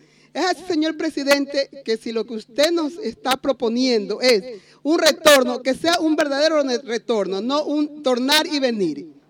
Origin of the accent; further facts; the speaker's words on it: Ecuador; moved away; como ecuatoriana me siento veramente orgullosa de estar cerca a usted